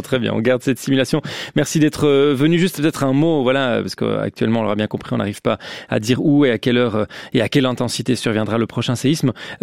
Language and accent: French; Switzerland; Chez nous, en Suisse, oui.